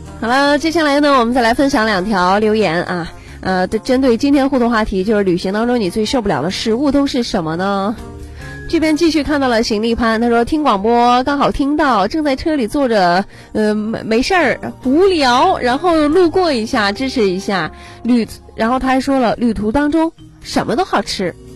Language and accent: Chinese; Tianjin, China; 就像咱们这儿豆腐脑，这可能其他朋友不习惯喝，但是咱们天津人就喜欢喝